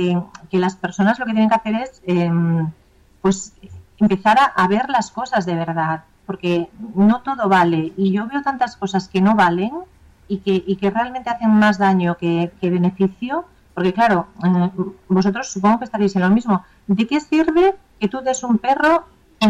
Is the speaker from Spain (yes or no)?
yes; Spain; es cierto que siempre somos españoles